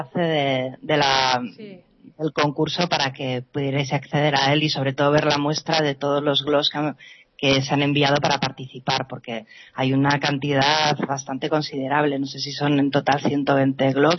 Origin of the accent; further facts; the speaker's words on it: Pamplona, Navarre, Spain; yo soy profesora, yo soy de Pamplona, pero soy profesora en un instituto de Sangüesa, pertenece también a Navarra.